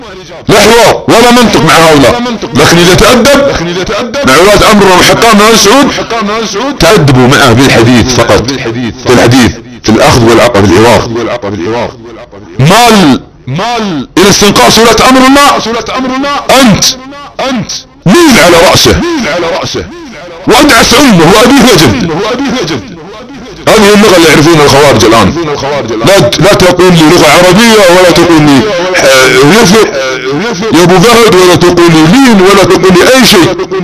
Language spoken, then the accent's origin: Arabic; Saudi Arabia; لأني أنا سعودي أنتسب للدولة السعودية التي تنتسب لآل سعود؟